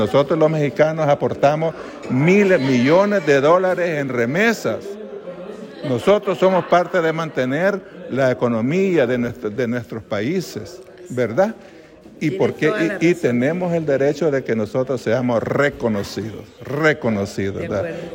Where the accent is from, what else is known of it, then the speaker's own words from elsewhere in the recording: El Salvador; que formamos en aquellos años del 82 en mi país.